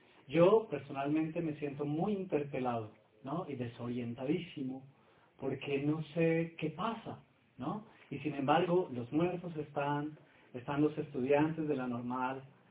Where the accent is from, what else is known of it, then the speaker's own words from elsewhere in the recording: Colombia; now in Mexico; yo soy colombiano y estudio en México, he hecho mi maestría y actualmente hago mi doctorado y le debo mucho a México.